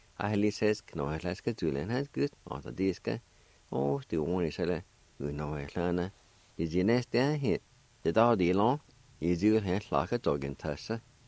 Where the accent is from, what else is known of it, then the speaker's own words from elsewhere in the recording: Jay, Oklahoma, United States; Richard and I grew up together in Jay, been good friends for a long time